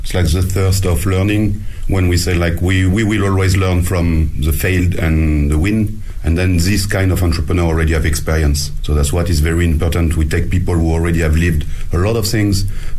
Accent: France; now in Beijing, China; I'm French and I run Paddy O'Shea's, an Irish pub in Beijing

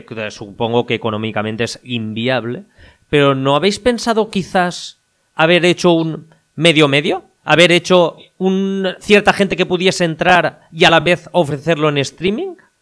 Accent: Spain; por lo menos en lo que somos los españoles

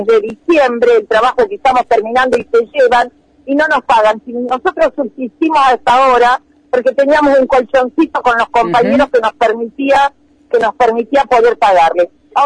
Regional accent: Mar del Plata, Buenos Aires Province, Argentina; now in La Plata, Argentina; vinimos los que éramos de Mar del Plata, Daniel Barragán y yo

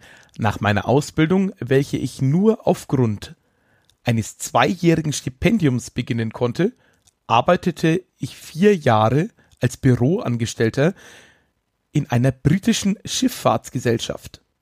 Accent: Rhineland-Palatinate, Germany; auch wenn ich persönlich als Pfälzer ja Blutwurst bevorzuge

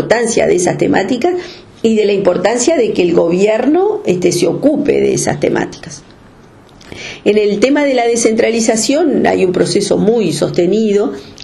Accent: Montevideo, Uruguay; now in San Carlos, Uruguay; yo vivo en Maldonado, soy oriunda de Montevideo, pero vivo en Maldonado, en San Carlos, para ser más exacta, desde hace casi 30 años, este año va a ser 30 años, o sea, como si fuera de Maldonado.

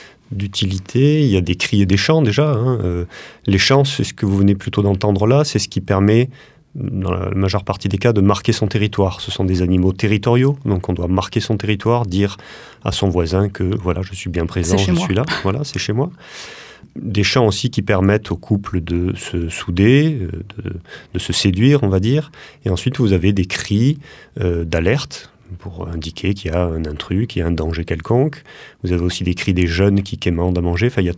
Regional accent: France; Alors, il y a chez nous, en France, hein, dans les 9 espèces dont on parlera plus tard

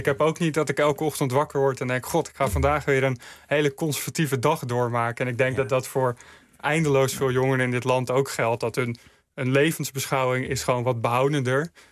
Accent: Mijdrecht, Utrecht, Netherlands; omdat in het dorp waar ik op groeide, Meidrecht, zag ik gewoon heel erg dat de sociale samenhang afnam

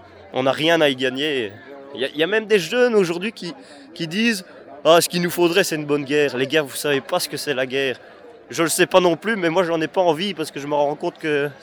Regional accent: Wallonia, Belgium; Moi, je suis wallon

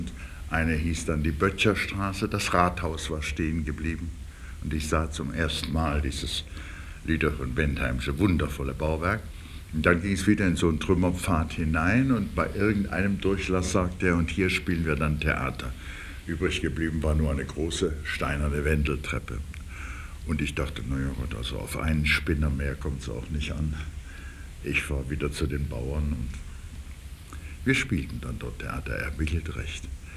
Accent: Dresden, Saxony, Germany; Meine Vaterstadt war zerstört und besetzt von den Russen. Ich bin ja Dresdner.

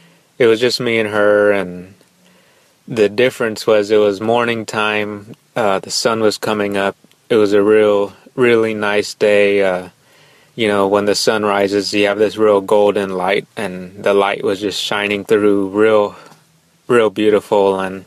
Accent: San Antonio, Texas, United States; I'm from San Antonio, Texas.

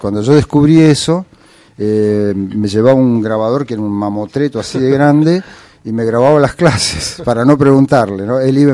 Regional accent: Buenos Aires, Argentina; born there; Y el tango es parte nuestra, los porteños. Yo nací en Palermo.

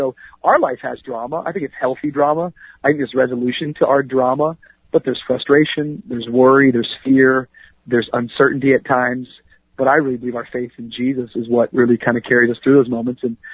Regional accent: Miami, Florida, United States; also born or lived in Tacoma; me growing up in Tacoma, me growing up in Miami, that's kind of where all my formative years happened. I, you know, elementary and junior high was in Washington, and then high school and up until now I've been in Miami.

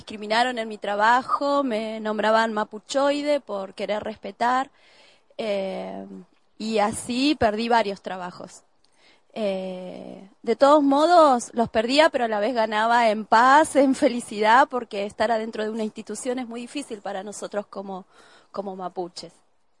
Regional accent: Cutral Có, Neuquén, Argentina; born there; now in General Roca, Argentina; Nací en Cutralcó y vivo hace 14 años en Fisquemenuco, que así lo llamamos antiguamente, lo mal llamado General Roca. Sí

